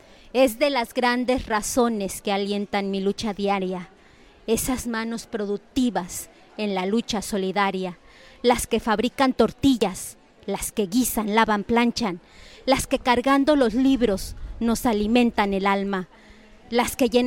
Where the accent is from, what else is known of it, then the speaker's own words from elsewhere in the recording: Ecatepec de Morelos, State of Mexico, Mexico; now in Nezahualcóyotl, Mexico; yo viví la mayor parte de mi niñez en Ecatepec de Morelos, que también es un municipio muy difícil y muy con muchas problemáticas.